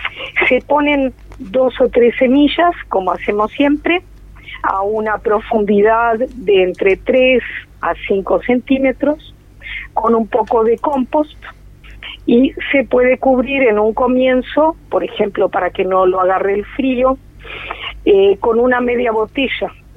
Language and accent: Spanish; Canelón Chico, Canelones, Uruguay; De allá de mi pueblo.